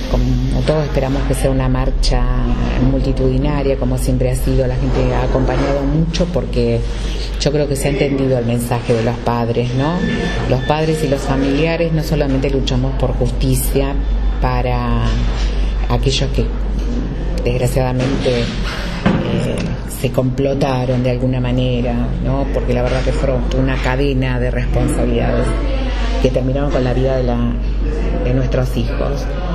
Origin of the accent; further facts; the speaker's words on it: José C. Paz, Buenos Aires Province, Argentina; Y la gente de José C. Paz siempre apoyó la lucha. Entonces para mí es una manera de devolverle a mi pueblo que me apoyó